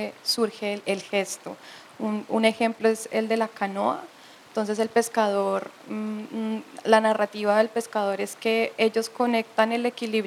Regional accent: Norte de Santander, Colombia; A pesar de que soy de norte de Santander, esta residencia se da en el Atlántico

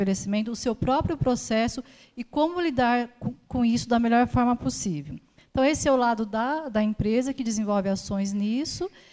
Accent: São Paulo, Brazil; born there; now in Campinas, Brazil; eu sou de Campinas, Nasci aqui em São Paulo, mas moro lá já há 20 anos.

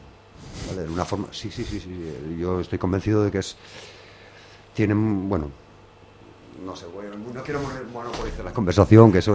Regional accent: Gijón, Asturias, Spain; Somos buena gente, ¿eh? Somos blancos, somos de Cimavía y de La Calzada, pero somos buena gente.

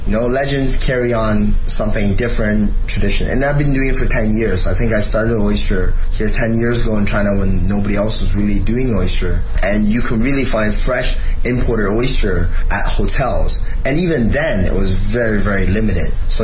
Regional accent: Toronto, Ontario, Canada; I didn't think I was going to like oyster, and I grew up in Toronto.

